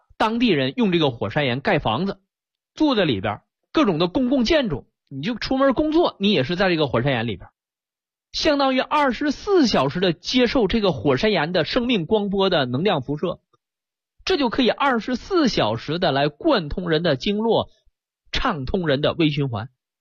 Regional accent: China

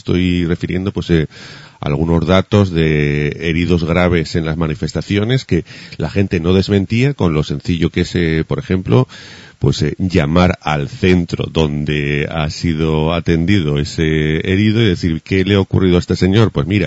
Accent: Huesca, Aragon, Spain; born there; yo nací en Huesca, en una calle, calle La Palma número 7

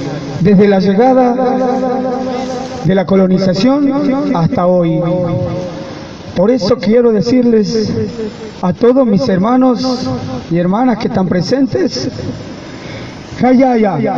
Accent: Jujuy, Argentina; now in Buenos Aires, Argentina; nos vinimos desde Jujuy hasta aquí

